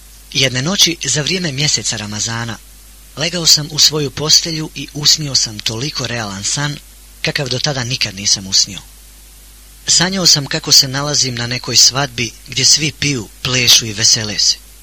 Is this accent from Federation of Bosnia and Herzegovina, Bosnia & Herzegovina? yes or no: no; Banja Luka, Republika Srpska, Bosnia & Herzegovina; born there; Rođen sam u Banja Luci 1974. godine od oca Adema i majke Amire. Od malih nogu su me učili da ima Boga i da se u njega mora vjerovati